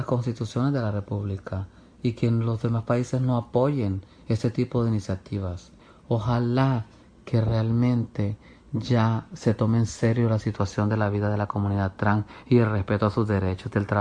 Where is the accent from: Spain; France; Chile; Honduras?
Honduras; como ciudadanos hondureños que somos, o como ciudadanas hondureñas que somos.